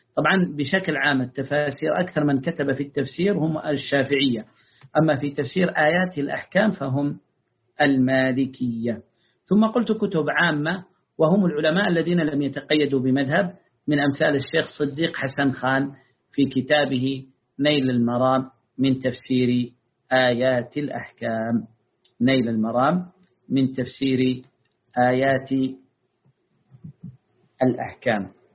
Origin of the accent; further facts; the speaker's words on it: Taiz Governorate, Yemen; يعني قريته تبعد عن قريتي قرابة 40 كيلا في مدينة موزع التابعة لمحافظة تعز. وهذا نور الدين الموزعي، يعني أنا إذا صعدت على جبل قريتنا أرى قريته